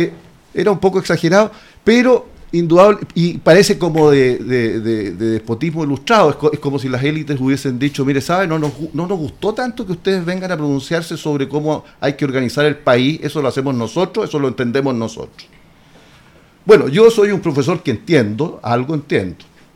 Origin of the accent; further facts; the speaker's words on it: Licantén, Maule, Chile; conozco bien el Maule porque me crié aquí en Licantén, que es un pueblito rural, ya más que un pueblito, una ciudad, vamos a decir